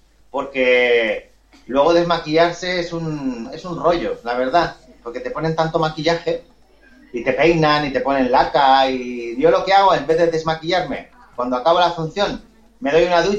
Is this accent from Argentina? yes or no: no; Argentona, Catalonia, Spain; yo soy de Barcelona, de un pueblecito muy pequeño que se llama Argentona